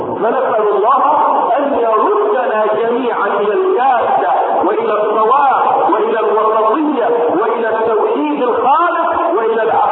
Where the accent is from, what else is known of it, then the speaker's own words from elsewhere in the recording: Egypt; وان لم تكن واضحه في حياتنا نحن هنا كمصريين